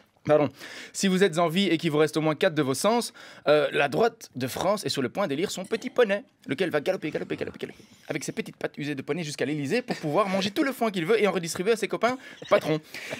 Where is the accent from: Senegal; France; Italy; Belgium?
Belgium; en tant que Belge, quand je regarde les débats de la droite française